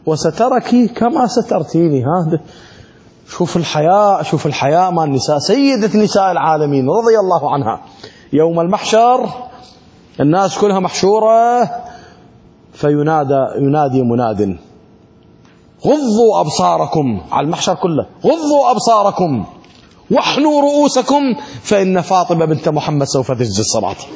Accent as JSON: {"language": "Arabic", "country": "Iraq", "said": "شلون هسه التابوت اللي عندنا بالعراق"}